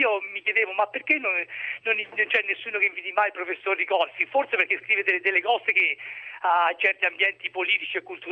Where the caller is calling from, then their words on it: Ancona, Marche, Italy; io mi trovo da Ancona, non sono di Ancona, ma mi trovo da Ancona.